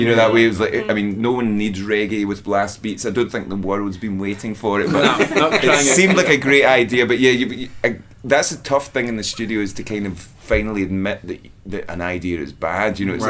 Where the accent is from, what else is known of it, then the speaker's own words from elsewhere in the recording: United Kingdom; I think as British people, British folk are so self-aware and self-conscious, and definitely, we couldn't do that.